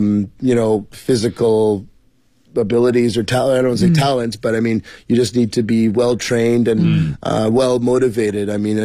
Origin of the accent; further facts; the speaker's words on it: Montreal, Quebec, Canada; moved away as an adult; now in Beijing, China; I'm from Montreal, Quebec, Canada. I came to Beijing in 2006